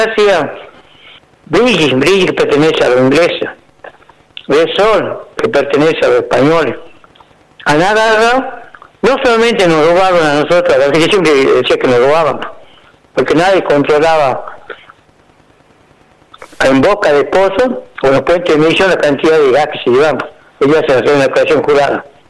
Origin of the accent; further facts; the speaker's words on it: Argentina; que soy bien nacionalista, que soy argentino